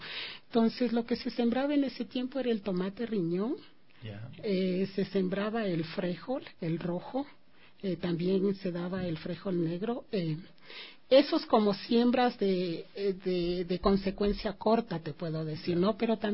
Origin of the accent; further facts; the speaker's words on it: Quito, Pichincha, Ecuador; born there; yo soy nacida aquí, en la ciudad de Quito, ¿no? Pero soy del Valle del Chota de corazón.